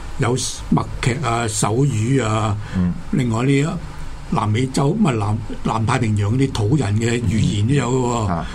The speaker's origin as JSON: {"language": "Cantonese", "region": "New York", "country": "United States", "said": "我紐約人"}